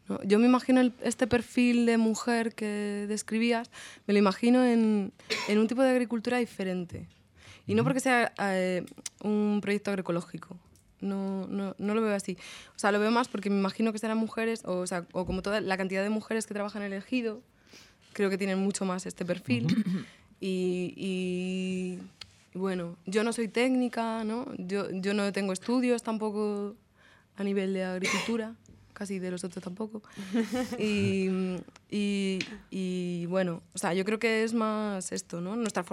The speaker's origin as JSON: {"language": "Spanish", "town": "Guadalajara", "region": "Castilla-La Mancha", "country": "Spain", "said": "soy de Guadalajara, pero soy de la ciudad. Y no, en mi familia no hay nada de tradición de agricultura ni de campo, de hecho. Y bueno, yo estudiaba una ingeniería en Madrid también."}